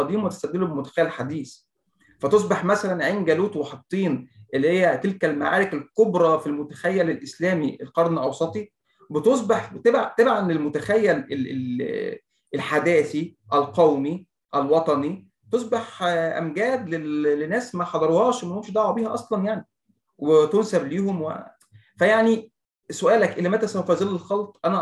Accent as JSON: {"language": "Arabic", "country": "Egypt", "said": "لكن أنا عاوز أقوله لك إن في الثلاث حاجات دول مش موجودين في اللي عندنا في مصر"}